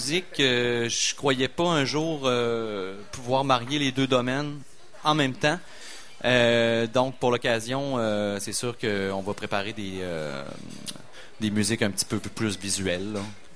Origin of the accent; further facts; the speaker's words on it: Quebec City, Quebec, Canada; mais je viens de Limoilou. Moi, je suis un gars de Limoilou. J'ai fait mon école à peu près dans un rayon de 300 mètres.